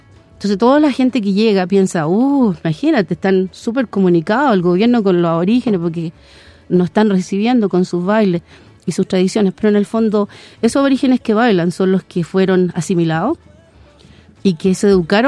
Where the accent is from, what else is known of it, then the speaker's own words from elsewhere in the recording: Los Lagos, Chile; yo soy de Chiloé, soy de los huilliche, esa es la, mi gente